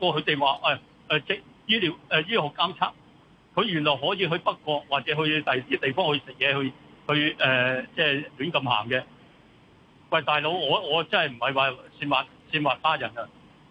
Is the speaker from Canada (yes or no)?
no; Hong Kong; 我哋香港人